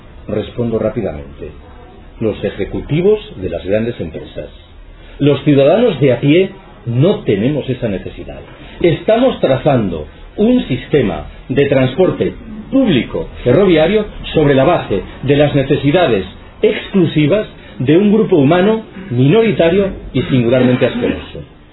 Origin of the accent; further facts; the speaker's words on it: Galicia, Spain; Yo soy gallego.